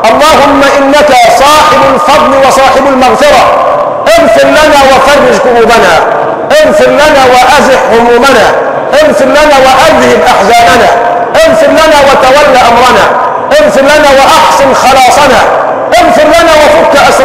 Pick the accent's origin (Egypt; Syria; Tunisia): Egypt; اللهم حول حالنا كمصريين الى احسن حال